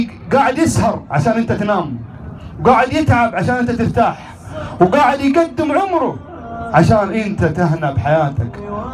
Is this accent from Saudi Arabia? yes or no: yes; Saudi Arabia; ترى في بلادنا الآن، بلادنا المملكة العربية السعودية تراها في حرب